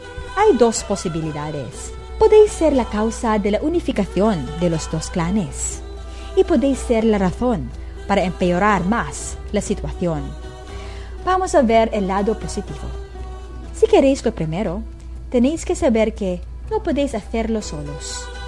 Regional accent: Calabarzon, Philippines; Vengo de una familia de una dinastía política, como si dijéramos. Somos los reyes de Cavite.

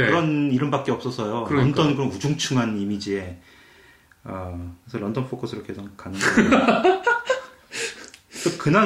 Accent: South Korea; 전 80년대 어린 시절을 한국에서 보냈는데

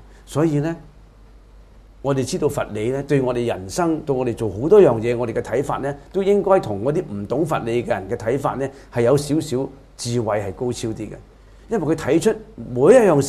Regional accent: China; 我哋中國人中意簡化噶嘛

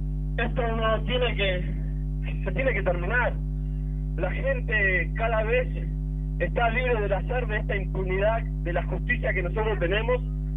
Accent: Buenos Aires, Argentina; Yo soy del barrio de Villega, en la calle 800

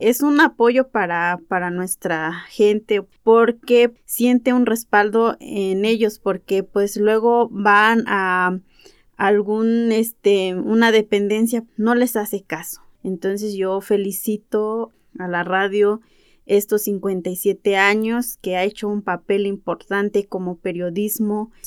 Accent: Ayotuxtla, Hidalgo, Mexico; Yo soy de la comunidad de Ayotuxtla y soy otomí. Vengo del municipio de Tezcatepec.

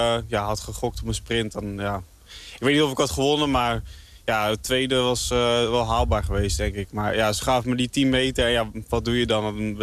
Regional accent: Netherlands; Het is natuurlijk een van de weinige Nederlandse grote wedstrijden. Dus ja, dan wil je daar als Nederlander wel goed rijden.

